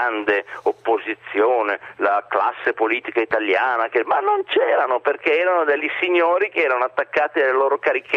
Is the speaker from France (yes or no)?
no; Crema, Lombardy, Italy; born there; also born or lived in United States / United Kingdom / Russia; Io sono un provinciale internazionale, mi piace questa definizione, mi piace molto. Io sono nato a Crema, vivo a Crema, però è vero che lavoro a Milano e che ho vissuto in America, in Inghilterra, in Russia, in altri posti.